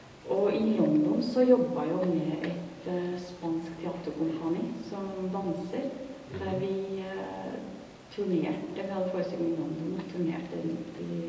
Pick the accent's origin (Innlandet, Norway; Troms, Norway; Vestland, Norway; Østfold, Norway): Østfold, Norway; Moss; moved away as an adult; Ja, jeg kommer egentlig fra Moss.